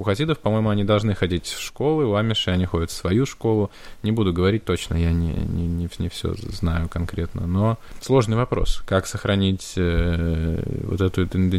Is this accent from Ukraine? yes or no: no; Kursk, Kursk Oblast, Russia; now in United States; когда я родился в Курске и жил на Волокно, и меня там били гопники каждый день на остановке